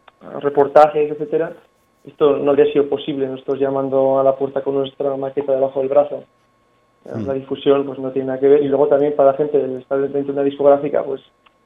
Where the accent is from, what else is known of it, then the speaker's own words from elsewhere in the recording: Navarre, Spain; Somos navarros, sí, exactamente.